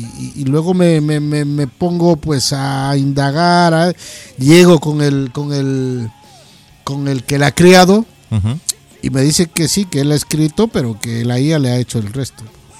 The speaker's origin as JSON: {"language": "Spanish", "region": "Loja", "country": "Ecuador", "said": "Te voy a hablar desde la ciudad de donde yo vengo, que es Loja."}